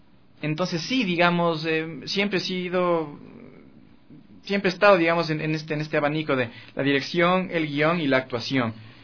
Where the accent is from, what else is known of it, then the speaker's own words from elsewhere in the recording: Quito, Pichincha, Ecuador; also born or lived in United States; nací en Quito. Después, con toda mi familia emigramos a Estados Unidos, vivimos ahí 3 años. Mi primera etapa de escolarización fue allá, en Estados Unidos. Yo sabía español, pero aprendí a escribir y a leer primero en inglés.